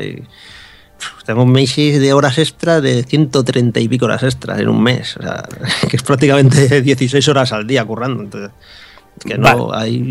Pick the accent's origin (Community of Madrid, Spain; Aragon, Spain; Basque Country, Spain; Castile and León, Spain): Basque Country, Spain; Bilbao; now in Santiago de Compostela, Spain; yo me vine aquí a Santiago Compostela desde Bilbao, yo soy de Bilbao. Me vine. Y sí, hace ya unos años